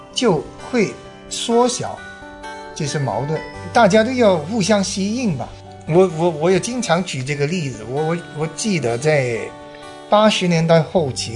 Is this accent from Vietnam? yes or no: no; Hong Kong; 我是老实说，我在香港长大